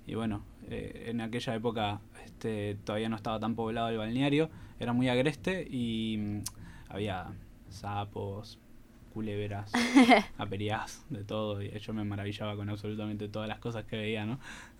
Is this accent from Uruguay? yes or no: yes; Costa Azul, Canelones, Uruguay; Habla un poco sobre mi infancia en Costa Azul, balneario de Canelones.